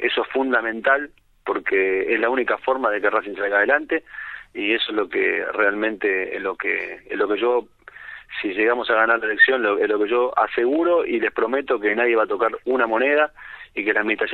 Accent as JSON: {"language": "Spanish", "town": "Avellaneda", "region": "Buenos Aires Province", "country": "Argentina", "tie": "born there", "said": "yo jugué en divisiones inferiores, en infantiles en Racing, nací en Avellaneda."}